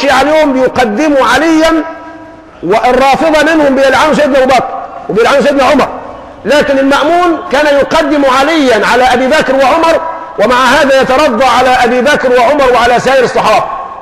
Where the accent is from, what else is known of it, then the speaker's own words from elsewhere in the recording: Egypt; أنا مصري خايب، عارف خايب يعني إيه؟ الإنجليزي عندي ضعيف، قراءة مش نطق.